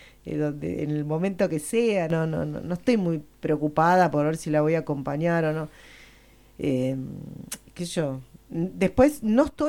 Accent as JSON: {"language": "Spanish", "country": "Spain", "said": "porque soy española."}